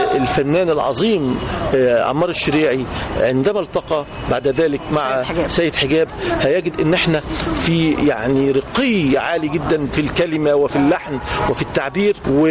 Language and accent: Arabic; Egypt; وإحنا كمصريين ما فيش شك إنه الشجن يعني يتحرك